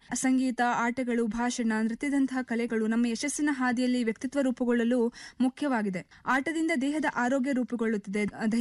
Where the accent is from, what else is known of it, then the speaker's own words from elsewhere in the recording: Yellapur, Karnataka, India; ನನ್ನ ಊರು ಉತ್ತರ ಕನ್ನಡ ಜಿಲ್ಲೆಯ ಯಲ್ಲಾಪುರ.